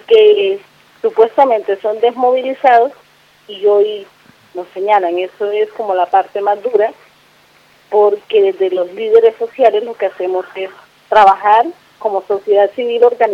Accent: Arenal, Bolívar, Colombia; now in Bogotá, Colombia; Pues yo soy de Arenal Sur de Bolívar y mi domiciliaria está en la ciudad de Bogotá, es de polo a polo, bastante distante.

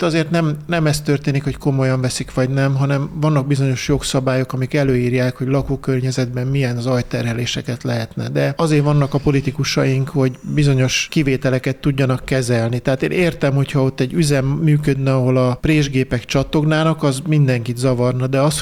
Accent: Hódmezővásárhely, Csongrád-Csanád, Hungary; én Hódmezővásárhelyen nőttem föl, és egy ilyen körbezárt ketrecben tanultam meg focizni.

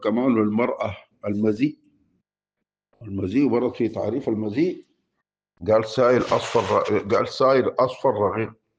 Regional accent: Sudan; ونحن عندنا في السودان

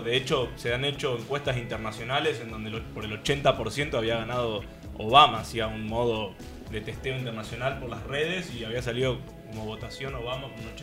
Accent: Corrientes, Argentina; yo que soy de Corrientes.

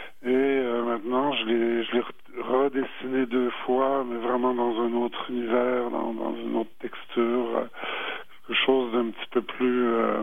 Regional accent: Quebec, Canada; Je suis né ici au Québec, mais de parents français.

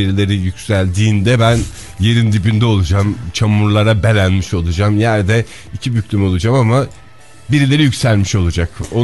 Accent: Ankara, Turkey; Ama biz Ankaralılar olarak herhalde çılgın proje konusunda biraz daha şeyizdir.

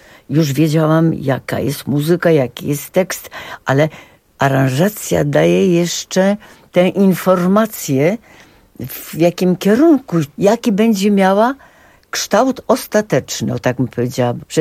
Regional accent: Papowo Biskupie, Kuyavian-Pomeranian Voivodeship, Poland; born there; Ja się urodziłam w Papowie Biskupim

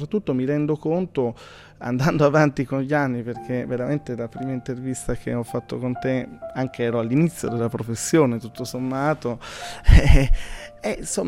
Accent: Pordenone, Friuli-Venezia Giulia, Italy; fermarmi a un'ora da casa mia, io sono di Pordenone

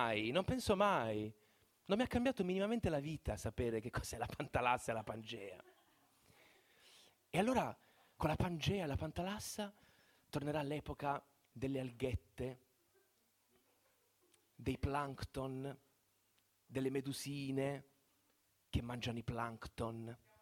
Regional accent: Bari, Apulia, Italy; ogni volta che dico a un pugliese che sono di Bari

